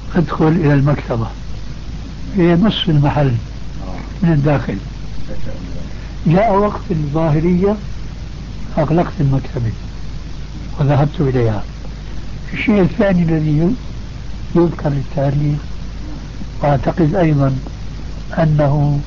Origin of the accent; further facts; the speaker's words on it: Damascus, Damascus Governorate, Syria; كما يقال عندنا في دمشق